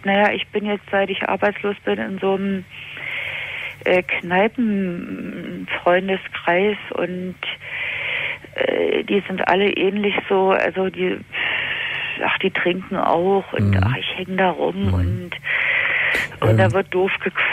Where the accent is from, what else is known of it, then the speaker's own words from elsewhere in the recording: East Germany, Germany; Also ich bin in der DDR aufgewachsen